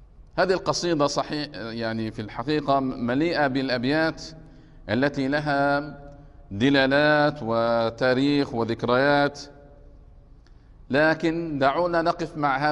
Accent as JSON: {"language": "Arabic", "country": "Egypt", "said": "وهذا يكثر عندنا في مصر"}